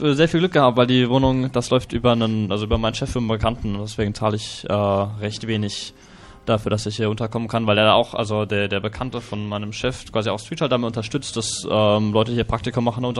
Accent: Seeheim-Jugenheim, Hesse, Germany; now in Barcelona, Spain; Ich komme aus Seeheim bei Darmstadt, studiere in Wiesbaden und wohne im Moment aber auch gerade in Barcelona

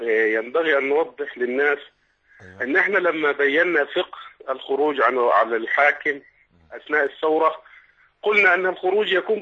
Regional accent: Aswan, Aswan Governorate, Egypt; من اسوان، خطيب وزاره الاوقاف.

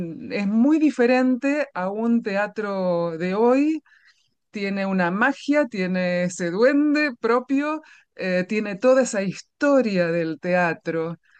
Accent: Argentina; Yo soy argentina, entonces tendría que pensar en autores argentinos más que en españoles o ingleses

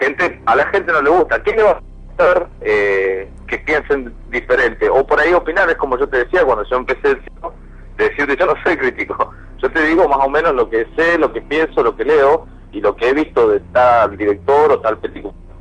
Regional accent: Argentina; si yo soy argentino, quiero algo de los Pumas

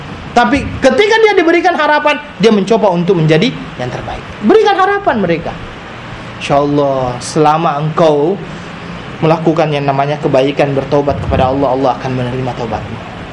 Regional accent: South Sulawesi, Indonesia; Jadi di daerah saya itu ada satu pulau, namanya pulau Kodingare, di tempat di dekat-dekat dengan kampung saya lah.

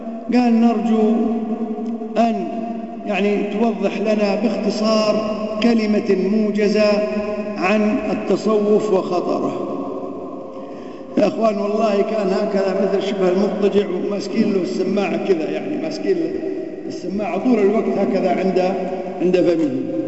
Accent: Kuwait; عندنا في الكويت يقول لك تولاه يعني يضرب الضرب

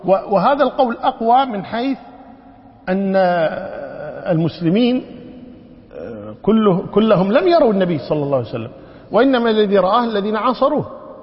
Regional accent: Kuwait; ونحن عندنا في الكويت هنا النساء شو يقولون؟

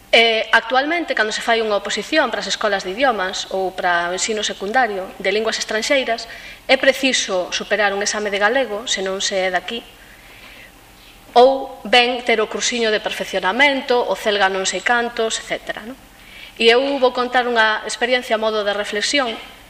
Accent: Galicia, Spain; a miña lingua primeira non é o alemán, senón que a miña lingua primeira é o galego e máis o castelán.

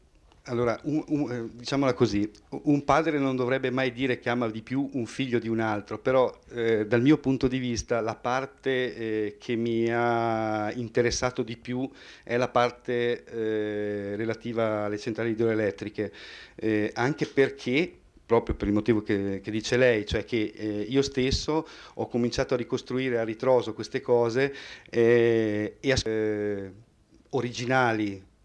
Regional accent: Bolzano, Trentino-Alto Adige, Italy; sono nato e ho sempre vissuto in Alto Adige, però ci tengo molto anche alla mia origine nonesa, sì.

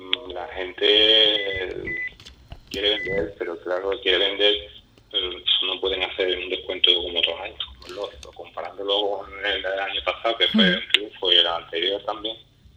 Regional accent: Spain; quien pagamos los impuestos, la enseñanza pública, para la enseñanza pública, somos los españoles.

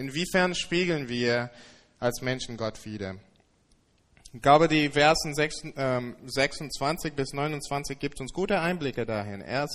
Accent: England, United Kingdom; now in Germany; Ich komme aus England und in England, bevor ich nach Deutschland umgezogen bin

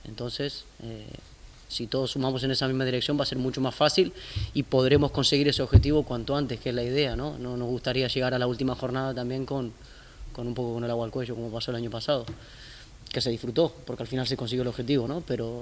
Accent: Argentina; Somos varios argentinos

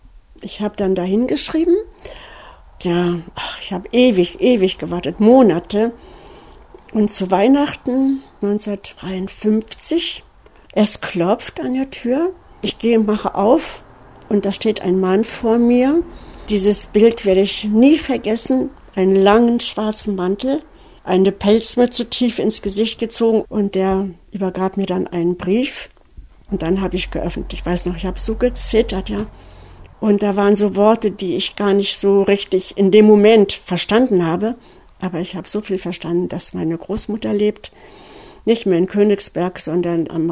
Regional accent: Kaunas, Kaunas County, Lithuania; ich komme aus Kaunas, ich komme aus der Stadt und ich suche meine Schwester. Ich bin eine Deutsche und suche meine Schwester.

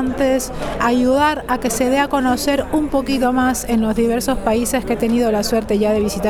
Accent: Peru; soy peruana, soy cantora, intérprete de canción de autor peruana y latinoamericana contemporánea

